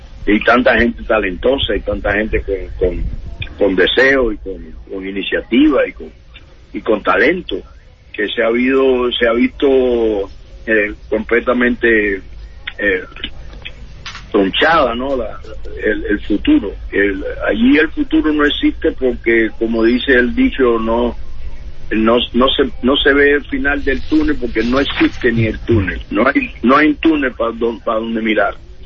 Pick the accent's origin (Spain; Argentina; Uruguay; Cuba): Cuba; moved away as an adult